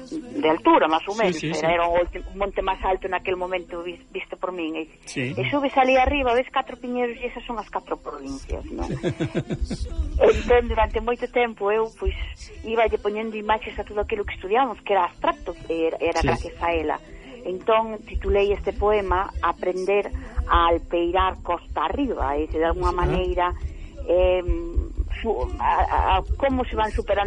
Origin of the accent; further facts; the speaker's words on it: Castroverde, Galicia, Spain; porque eu son de Castro Verde.